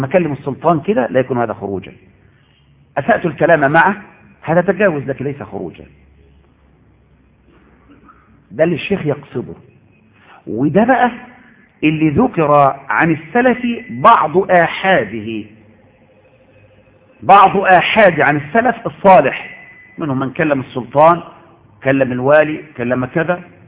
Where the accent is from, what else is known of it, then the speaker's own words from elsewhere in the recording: Egypt; يا شيخ ان عندنا في مصر زمان كان الناس لا يعرفون وجوب صلاه